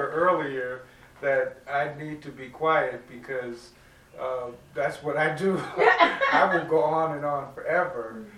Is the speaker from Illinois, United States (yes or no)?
yes; Chicago, Illinois, United States; I'm from Chicago.